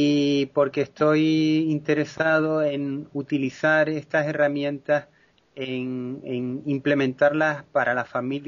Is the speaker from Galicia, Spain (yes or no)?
no; La Palma, Canary Islands, Spain; De la isla de La Palma, archipiélago canario.